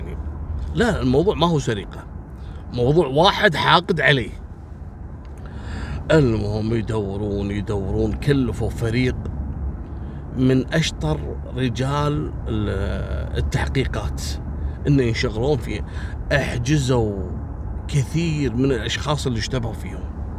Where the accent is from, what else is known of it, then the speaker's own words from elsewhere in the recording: Kuwait; أو أنا ما شفتها عندنا في الكويت